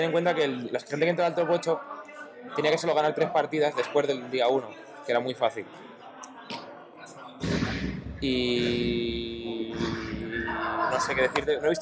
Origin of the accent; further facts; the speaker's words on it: Madrid, Community of Madrid, Spain; De Madrid, de aquí.